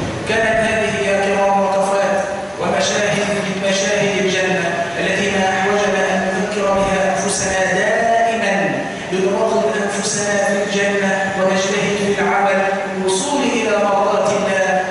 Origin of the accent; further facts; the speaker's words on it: Egypt; اللهم اجعل بلادنا مصر أمنا أمانا، سخاء رخاء